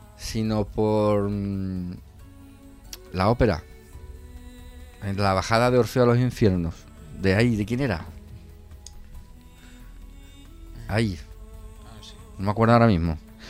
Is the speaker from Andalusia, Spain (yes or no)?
yes; Andalusia, Spain; como andaluces que somos, es que la piel que lleva Hércules